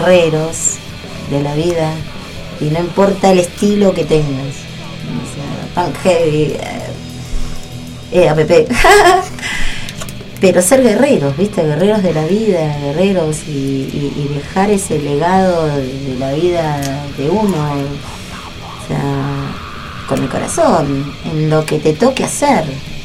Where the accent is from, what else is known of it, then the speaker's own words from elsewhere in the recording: José C. Paz, Buenos Aires Province, Argentina; Bueno, yo soy de José Paz, soy de zona norte